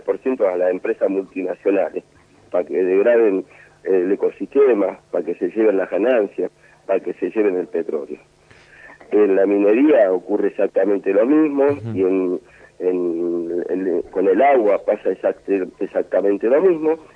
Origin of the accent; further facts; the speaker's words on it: Argentina; Y es una vergüenza como argentinos que andemos llorando al imperio para poder pagarle.